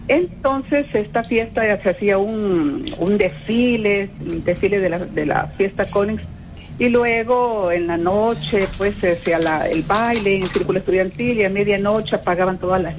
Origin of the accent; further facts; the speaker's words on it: San Miguel, El Salvador; now in San Salvador, El Salvador; yo soy de San Miguel, pero estoy aquí en San Salvador.